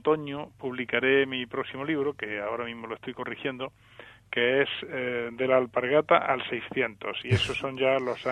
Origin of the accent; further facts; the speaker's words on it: Andalusia, Spain; born there; en la zona donde yo nací, en el Alto Guadalquivir